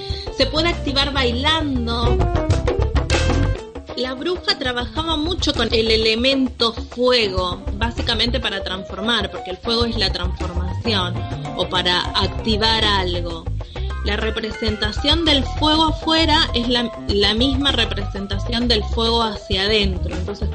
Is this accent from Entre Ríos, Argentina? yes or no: yes; Paraná, Entre Ríos, Argentina; soy de Madre Tierra, soy de Paraná Entre Ríos